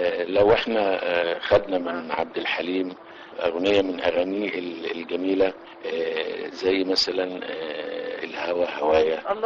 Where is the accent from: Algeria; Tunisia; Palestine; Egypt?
Egypt; Cairo, Cairo Governorate; also born or lived in Girga / Suez; انا من اصلا من الصعيد، يعني الاصل صعيدي من جرجه محافظه السؤال، لكني تربيت في فتره في القاهره، ثم في حريق القاهره انتقلنا الى السويس، وعشت في السويس من قبل سنه 51 يعني لغايه الهجره، لكن ما زلنا مرتبطين بالسويس